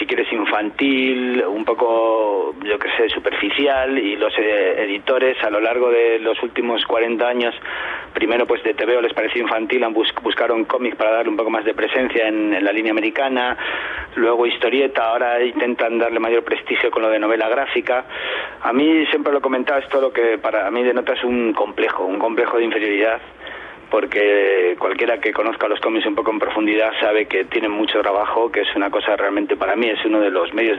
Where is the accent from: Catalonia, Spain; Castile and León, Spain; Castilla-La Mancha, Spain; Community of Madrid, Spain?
Community of Madrid, Spain; Madrid; En mi adolescencia en Madrid, cuando iba en el metro, que ibas con 18 años